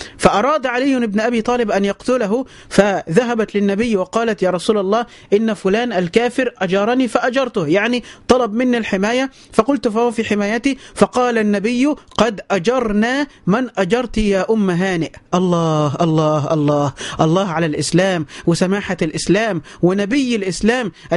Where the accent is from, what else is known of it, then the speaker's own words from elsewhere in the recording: Egypt; النصارى عندنا في مصر هم أهل الذمة